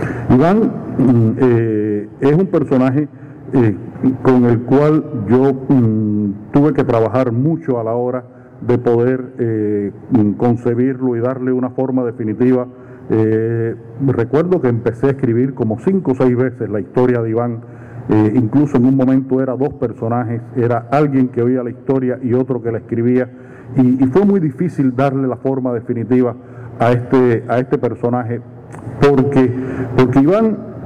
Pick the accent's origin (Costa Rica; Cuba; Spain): Cuba; trajera a mi experiencia personal como cubano, generacional, de haber vivido en una época todo este complejo proceso histórico